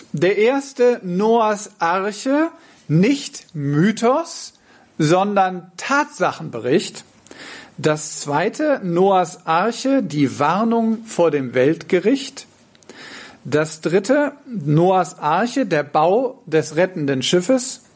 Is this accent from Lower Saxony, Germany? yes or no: yes; Verden an der Aller, Lower Saxony, Germany; ich komme aus Verden an der Aller